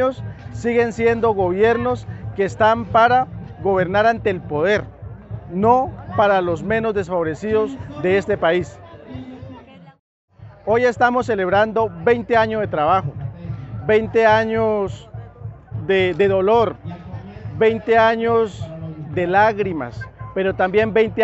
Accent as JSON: {"language": "Spanish", "region": "Cauca", "country": "Colombia", "said": "Los Nazas somos originarios de Colombia, especialmente del departamento del Cauca, desde las cordilleras de Tierra Adentro."}